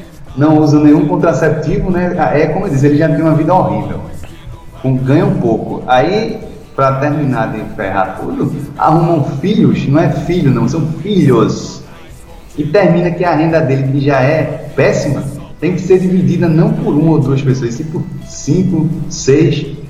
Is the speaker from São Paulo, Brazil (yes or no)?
no; Pernambuco, Brazil; eu sou de Pernambuco e já encontrei alguns membros aqui